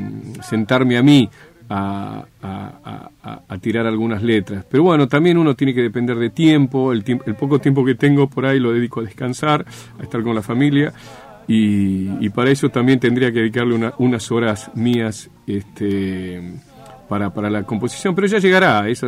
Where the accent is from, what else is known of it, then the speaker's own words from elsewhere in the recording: Santiago del Estero, Argentina; moved away; Yo vine de Santiago del Estero con un bagaje impresionante de canciones folclóricas